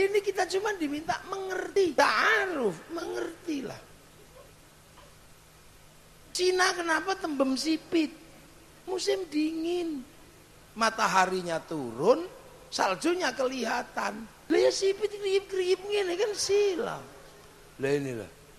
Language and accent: Indonesian; Indonesia; kita orang Indo.